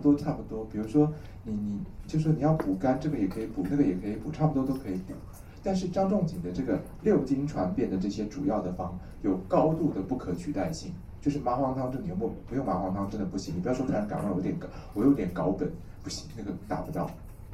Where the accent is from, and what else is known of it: Taiwan